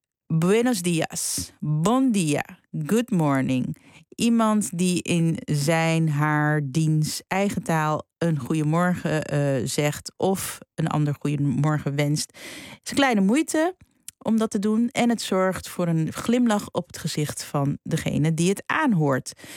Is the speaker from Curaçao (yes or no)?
yes; Curaçao; born there; in ieder geval mijn geboorteland Curaçao